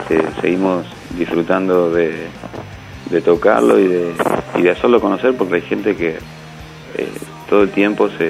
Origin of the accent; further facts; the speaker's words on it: Rosario, Santa Fe, Argentina; soy de Rosario, soy de Sicarios, soy de Argentina.